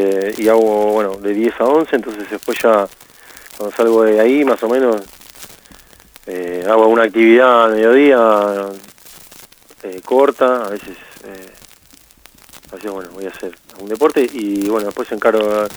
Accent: Haedo, Buenos Aires Province, Argentina; Yo soy acá de Aedo del Oeste y casi ahí en el límite con Ramos.

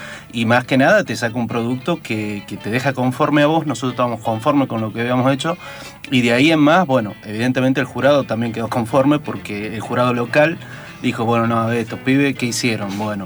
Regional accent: Tucumán, Argentina; de Tucumán

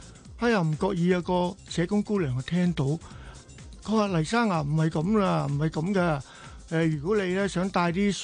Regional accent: China; 你知道我哋中國人咧，尤其我一把年紀，我今年70歲啦，我哋呢一個40後、50後嗰啲咧，都係比較保守啦。

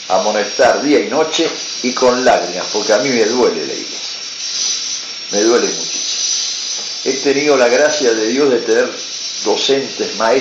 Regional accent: Flores, Buenos Aires, Argentina; Yo soy nacido y criado en Flores. Y yo vivía en la calle Francisco Bilbao, entre Coronel Esteban Bolonín y Membrillar. Membrillar 541

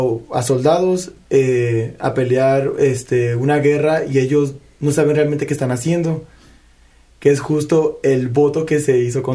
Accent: Chihuahua, Mexico; Yo soy de Chihuahua.

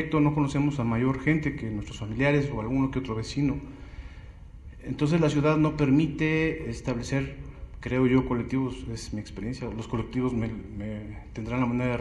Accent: Iztapalapa, Mexico City, Mexico; vengo de Iztapalapa.

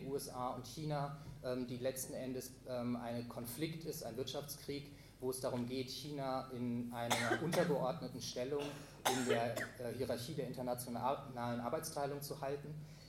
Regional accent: Berlin, Germany; Ich komme aus Berlin

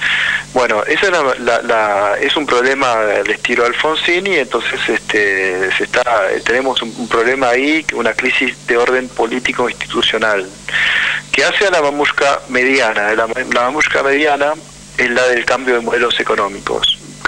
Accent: Argentina; es un problema para un país como la Argentina, ¿no? Que estemos pasando por esta situación.

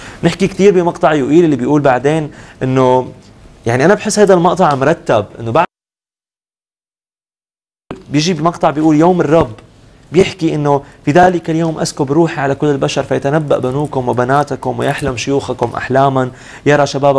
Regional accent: Syria; إذا أنا سوري لازم كل وقت عم أطلع وأبكي وعم أبكي ومتضايق وحزين وزعلان. صح أنا حزين على بلدي

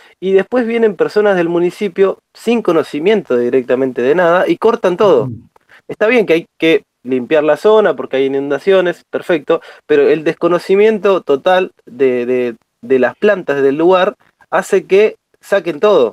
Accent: Claypole, Buenos Aires Province, Argentina; Nosotros somos de Claypole

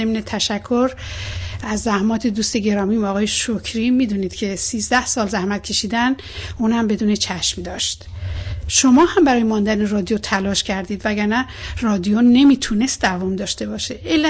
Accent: Iran; ما میخواییم به عنوان یک ایرانی در کنار مشکلات هموطنان خودمون باشیم.

